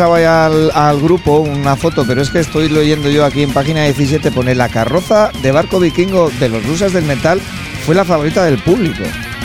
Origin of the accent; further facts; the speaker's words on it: Burgos, Castile and León, Spain; los de Gamonal, pues somos de Burgos y quizás somos los más afortunados, porque puede ser de Burgos y de Gamonal